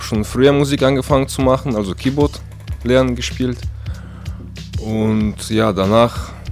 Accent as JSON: {"language": "German", "town": "Novosibirsk", "region": "Novosibirsk Oblast", "country": "Russia", "moved": "yes", "lives_now": "Germany", "said": "Ich Novosibirsk."}